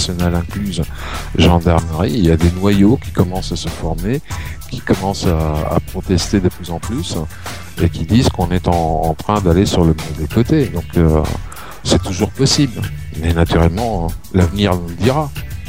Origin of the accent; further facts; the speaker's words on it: France; Déjà, en tant que Français, on devrait dire impossible n'est pas français.